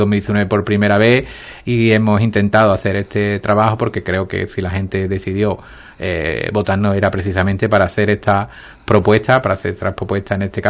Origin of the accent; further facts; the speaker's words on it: Ubrique, Andalusia, Spain; sobre todo en mi pueblo, sobre todo aquí en Ubrique